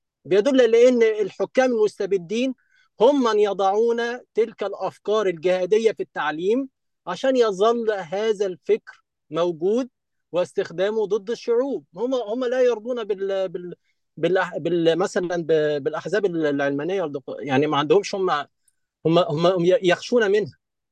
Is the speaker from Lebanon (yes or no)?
no; Egypt; عندنا في مصر مشاكل مع جماعات مثلا تنظيم الدوله